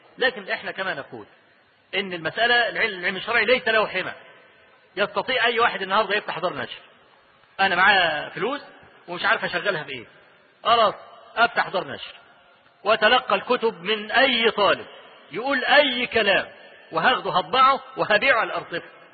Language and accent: Arabic; Egypt; أنا أذكر لكم حكاية حصلت عندنا في مصر